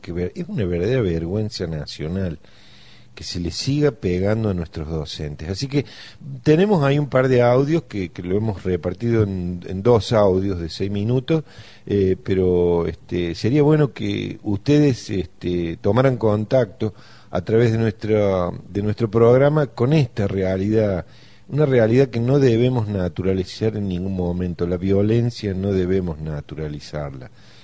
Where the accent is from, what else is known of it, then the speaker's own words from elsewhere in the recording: Argentina; A mí me da vergüenza como argentino, vergüenza como hombre, como docente.